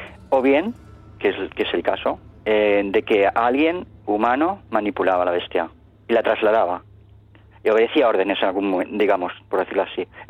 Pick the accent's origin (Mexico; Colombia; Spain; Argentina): Spain; digo, no, pero yo digo, soy un investigador español y escribo sobre estos temas y tal.